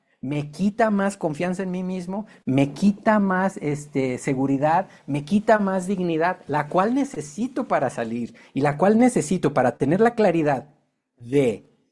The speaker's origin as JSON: {"language": "Spanish", "town": "Guadalajara", "region": "Jalisco", "country": "Mexico", "tie": "born there", "said": "Nací aquí en Guadalajara y nací católico."}